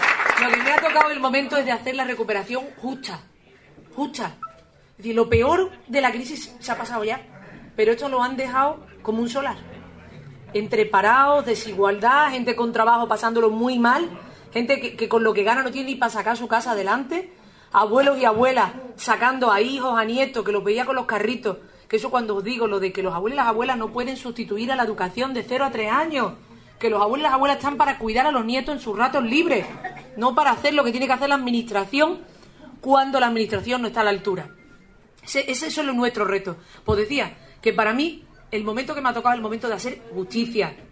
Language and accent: Spanish; Andalusia, Spain; Digo, ay, que los andaluces somos peores españoles o qué.